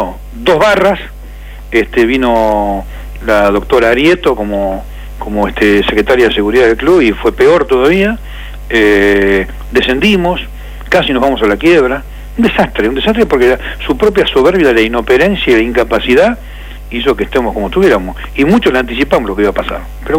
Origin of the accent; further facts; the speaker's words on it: Avellaneda, Buenos Aires Province, Argentina; Yo soy del centro de Avellaneda